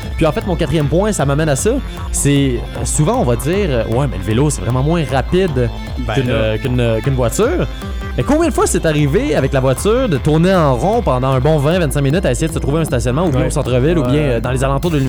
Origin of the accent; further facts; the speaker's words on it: Repentigny, Quebec, Canada; Si je veux retourner à Repentigny dans mon coin de pays, je peux pas me le permettre.